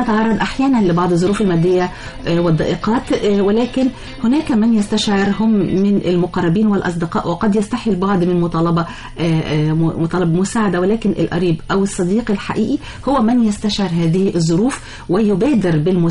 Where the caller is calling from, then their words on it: Mansoura, Dakahlia, Egypt; طبعا انا بسمعكم من المنصوره